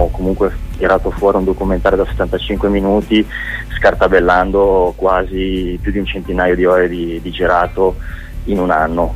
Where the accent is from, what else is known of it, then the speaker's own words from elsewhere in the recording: Genoa, Liguria, Italy; l'abbiamo girata a Genova perché siamo di Genova.